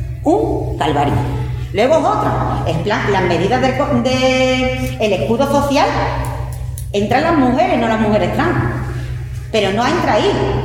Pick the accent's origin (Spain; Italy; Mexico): Spain; A mí no me están llevando porque soy española.